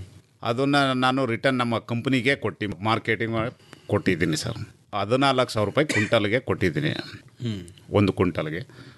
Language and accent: Kannada; Chilakodi, Karnataka, India; ನಾವು ಚಾಮರಾಜನಗರ ಜಿಲ್ಲೆ ಕೊಳ್ಳೇಗಾಲ ತಾಲೂಕು ಚಿಲಕೋಡಿ ಗ್ರಾಮ